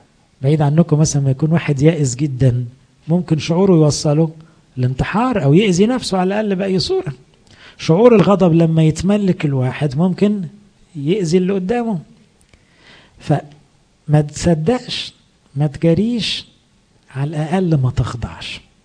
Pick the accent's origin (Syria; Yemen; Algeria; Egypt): Egypt; مشكلتنا كمصريين كمان ان احنا نتحسر على روحنا بسرعة